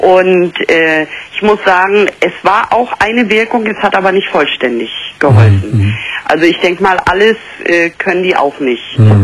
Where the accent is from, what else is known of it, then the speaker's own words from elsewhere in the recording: East Germany, Germany; also ich bin aus der DDR, das war damals noch 20 Ostmark.